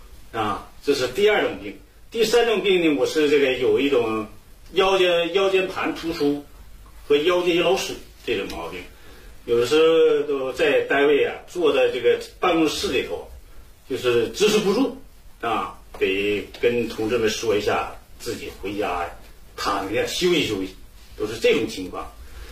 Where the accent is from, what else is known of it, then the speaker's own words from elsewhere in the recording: Northeast China, China; accent: Northeastern; 用咱们东北话说就是经常淌鼻涕啊